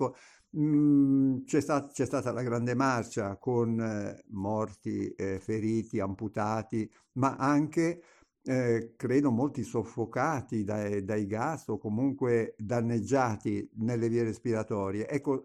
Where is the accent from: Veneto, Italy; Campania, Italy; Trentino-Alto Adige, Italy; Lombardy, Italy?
Campania, Italy; Naples; E da buon napoletano la cosa mi ha stupito